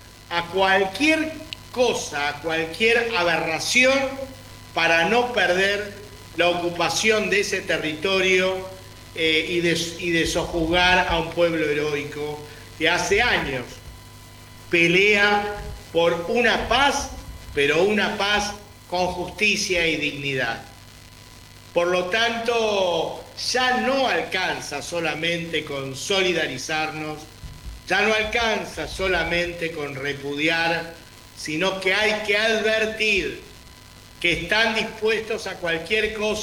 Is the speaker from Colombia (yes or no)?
no; Venezuela; no entendemos que hoy somos tan gazatíes como latinoamericanos, como venezolanos